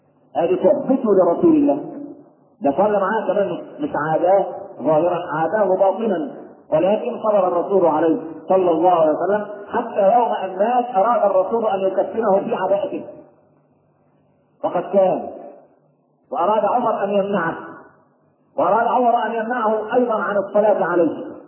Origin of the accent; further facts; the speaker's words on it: Egypt; لكن إحنا كمصريين معتبرين العيش هو ده اللي هو.